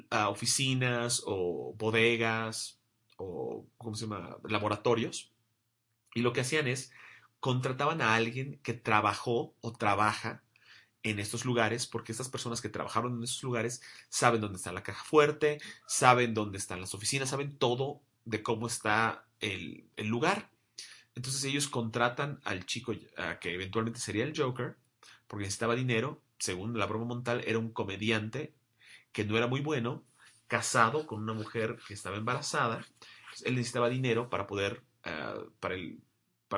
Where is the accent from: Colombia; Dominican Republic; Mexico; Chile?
Mexico; Cancún, Quintana Roo; yo nací en Cancún. De hecho, yo también soy de Cancún y todos los fines de año me lanzo para Cancún para estar con mi familia, porque ellos viven en Cancún.